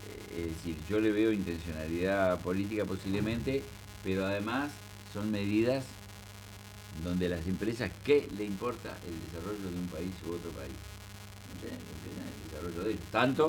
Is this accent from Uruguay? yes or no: yes; Paysandú, Uruguay; yo quiero hablar de mi pueblo, dije en la reunión, que es ese Paysandú.